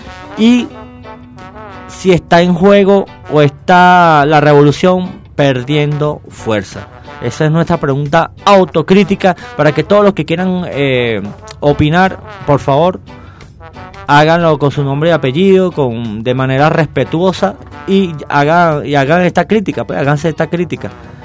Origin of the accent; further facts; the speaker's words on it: Venezuela; como todos los venezolanos debemos convivir en este país, porque al final todos somos venezolanos